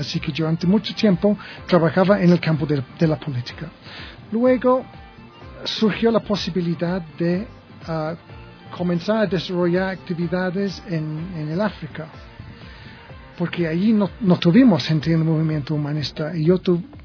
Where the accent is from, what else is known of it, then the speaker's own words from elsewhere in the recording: England, United Kingdom; Spanish is a second language; now in Ecuador; soy inglés, yo... Tengo este año 50 años y yo me defino como un humanista